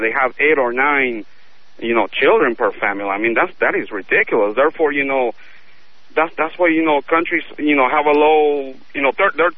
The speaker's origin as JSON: {"language": "English", "country": "Chile", "moved": "yes", "lives_now": "United States", "said": "I'm from South America. I'm from Chile. Beautiful country. Both of my parents, Catholics, grew up in the Catholic Church. I was baptized, and I had my first communion, but I was never confirmed. So, and then I came to the U.S."}